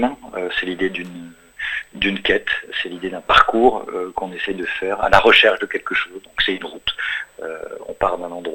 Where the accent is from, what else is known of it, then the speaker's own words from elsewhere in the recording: France; born there; je suis né en France, je ne viens pas de ce pays-là, je ne viens ni de Palestine ni d'Israël.